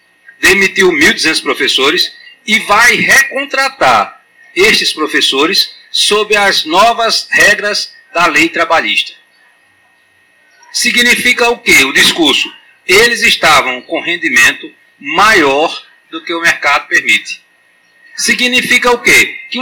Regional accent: Alagoas, Brazil; mas eu também sou de Alagoas, a gente é meio arrogante, né?

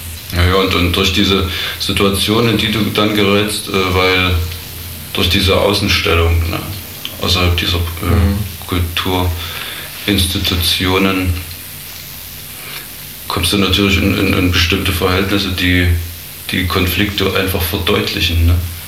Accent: Thuringia, Germany; Ich bin in einer Kleinstadt aufgewachsen in Thüringen.

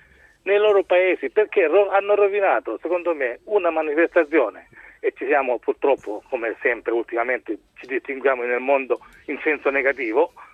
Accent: Lecce, Apulia, Italy; Però io sono di Lecce, sono salentino.

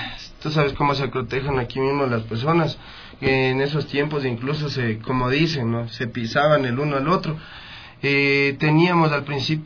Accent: Ecuador; lo más lindo para uno como artista ecuatoriano es ser reconocido

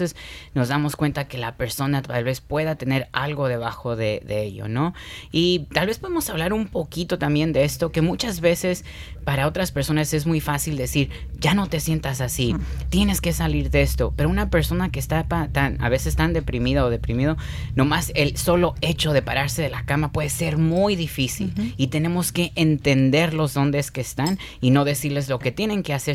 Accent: Mexico; now in United States; Yo soy mexicano, ¿verdad? Y llegando aquí a la cultura americana

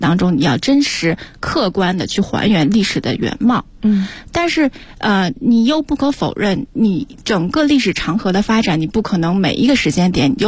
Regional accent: Weihai, Shandong, China; 山东威海人。

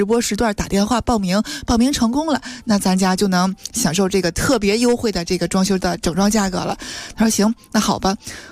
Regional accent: Tianjin, China; 因为我是天津人嘛

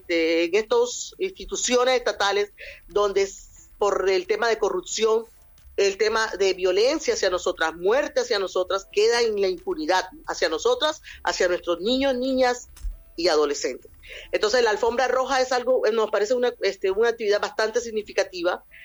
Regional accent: Venezuela; now in Peru; el único migrante que existe ahora mismo en Perú es venezolano. Todos somos venezolanos.

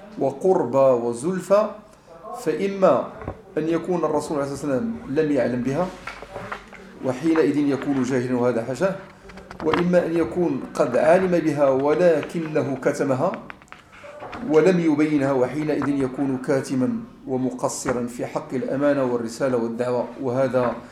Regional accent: Morocco; مسألة قراءة الحزب جماعة عندنا في المغرب

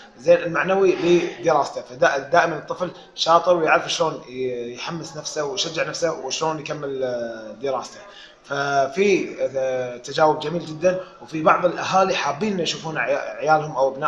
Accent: Kuwait; قبل فتره افتتحت اكاديميه خاصه بالطفل عندنا بالكويت للفنون الطفل

